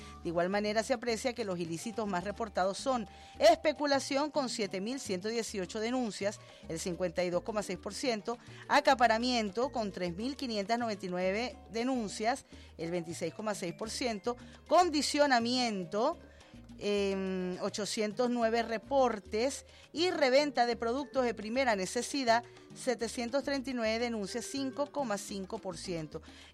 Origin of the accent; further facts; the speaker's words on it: Caracas, Capital District, Venezuela; yo de corazón, como caraqueña, como venezolana